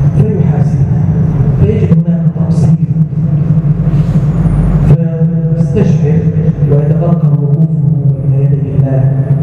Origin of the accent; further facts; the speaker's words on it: Egypt; اللهم ارزق بلادنا مصر الأمن والأمان،